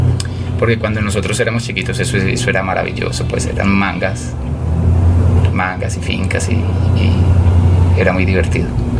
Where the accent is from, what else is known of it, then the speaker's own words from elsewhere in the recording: Envigado, Antioquia, Colombia; los dos venimos de La Mina en Envigado, entonces hay como cierta... Y somos orgullosos de haber nacido